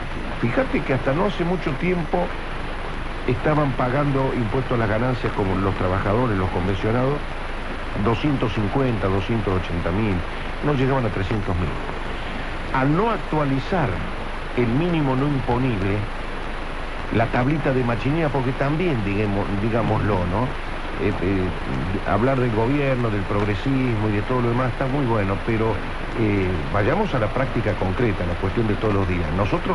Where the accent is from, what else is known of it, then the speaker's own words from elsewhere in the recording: Río Cuarto, Córdoba, Argentina; Yo soy de Río Cuarto